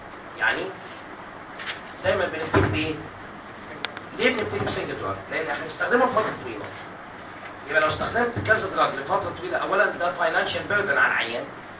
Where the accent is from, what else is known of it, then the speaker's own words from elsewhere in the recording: Egypt; Actually, عندنا في مصر لازم تثبت انك epileptic عشان تاخد رخصة عمالة